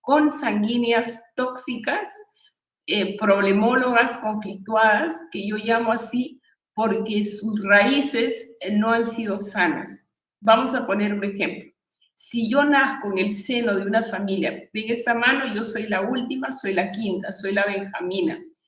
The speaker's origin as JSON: {"language": "Spanish", "country": "Peru", "tie": "born there", "said": "nací en Perú, pero fui concebida en la Ciudad Luz, en París, en un viaje de placer de mis padres."}